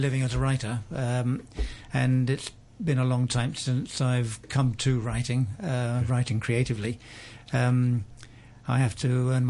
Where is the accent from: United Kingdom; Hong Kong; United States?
United Kingdom; London; moved away as an adult; also born or lived in Chester; I was born in Chester in England, lived much of my early life in London, but I left there at the age of 24, and I've been a globetrotter, a nomad ever since.